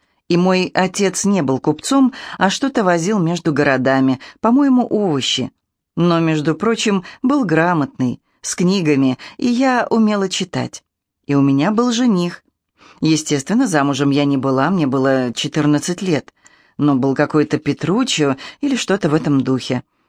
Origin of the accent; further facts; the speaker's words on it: Moscow, Russia; Я по национальности москвичка, потому что москвичи – мои бабушка и дедушка. Точнее, они жили в Москве, а уже мама и папа полностью москвичи.